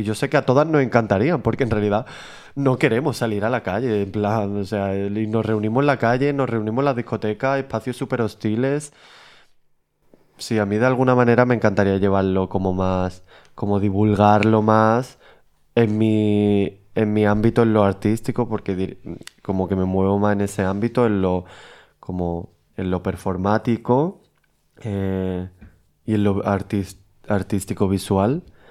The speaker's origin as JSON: {"language": "Spanish", "town": "Málaga", "region": "Andalusia", "country": "Spain", "said": "soy de Málaga y vivo a un minuto de la playa, el mar"}